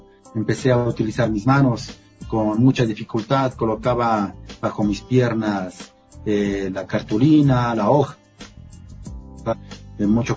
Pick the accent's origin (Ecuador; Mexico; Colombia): Ecuador; Bueno, en mi país, en mi ciudad, he expuesto en la alcaldía, en la gobernación